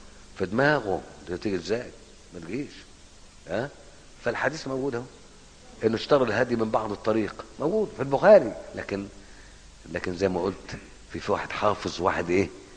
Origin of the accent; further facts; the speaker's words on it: Egypt; انت مالك ومالنا احنا مصريين بنتكلم مع بعض